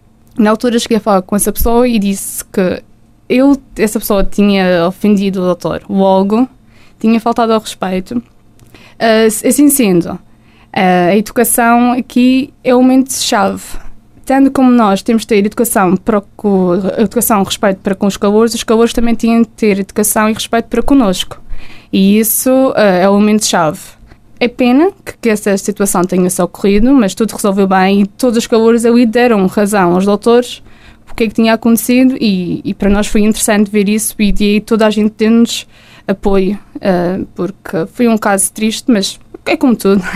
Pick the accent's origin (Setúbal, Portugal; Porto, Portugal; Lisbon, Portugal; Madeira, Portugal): Madeira, Portugal; now in Vila Real, Portugal; Sendo caloira e sendo madeirense, obviamente que passo muito mais tempo cá em Vila Real, só vou à Madeira nos tempos de férias.